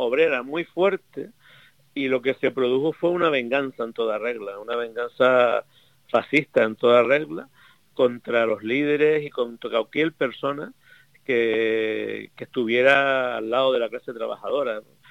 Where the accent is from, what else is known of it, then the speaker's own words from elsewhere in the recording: Canary Islands, Spain; que yo soy de Gran Canaria, pero te estoy hablando de Tenerife ahora